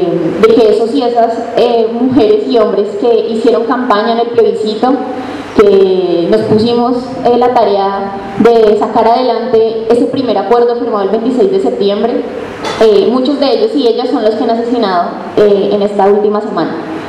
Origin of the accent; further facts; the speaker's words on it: Colombia; nosotros y nosotras como pueblo colombiano y latinoamericano